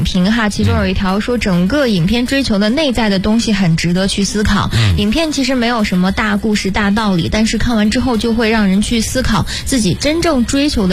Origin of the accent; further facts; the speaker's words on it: Hebei, China; 因为我河北人嘛